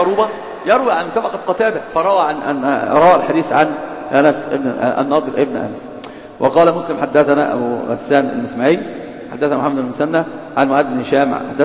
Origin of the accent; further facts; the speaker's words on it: Alexandria, Alexandria Governorate, Egypt; بكلة دي عندنا في اسكندرية منطقة اسمها بكلة